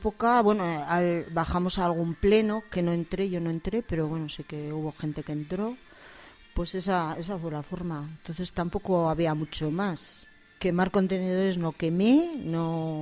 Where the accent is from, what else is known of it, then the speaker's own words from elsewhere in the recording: Burgos, Castile and León, Spain; me presento como … que soy de Burgos, no de Gamonal, pero sí de Burgos